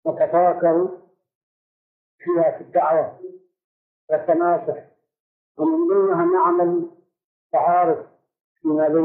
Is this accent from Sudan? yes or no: yes; Sudan; يعني عندنا في السودان يأتون شباب مناكب مختلفة